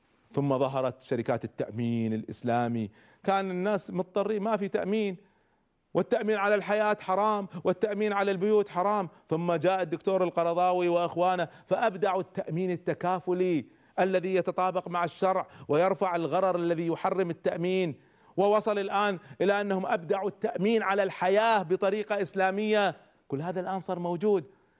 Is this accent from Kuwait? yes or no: yes; Kuwait; عندنا في الكويت